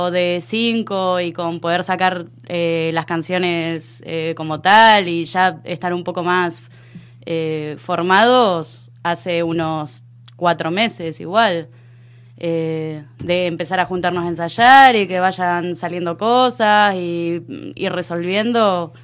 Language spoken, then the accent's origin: Spanish; Rosario, Santa Fe, Argentina; Bueno, yo soy de Rosario, que es una ciudad que tiene mucha influencia